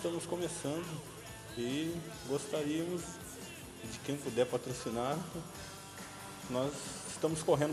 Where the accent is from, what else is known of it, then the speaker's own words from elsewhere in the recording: Jacareí, São Paulo, Brazil; born there; eu nasci em Jacareí e moro aqui então desde 1980